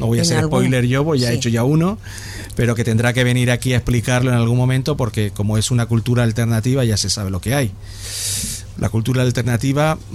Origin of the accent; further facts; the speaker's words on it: Madrid, Community of Madrid, Spain; Nosotros estamos en Madrid, pero somos de Carabanchel.